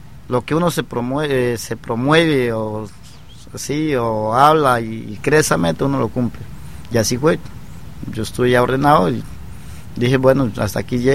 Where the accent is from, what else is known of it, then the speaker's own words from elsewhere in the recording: Tarapacá, Amazonas, Colombia; moved away; also born or lived in Bogotá; Y yo pues por el estudio salí de Tarapacá, estudié en San Juan Bosco con Leticia, y ahí me fui a estudiar a la ciudad de Bogotá para ser sacerdote.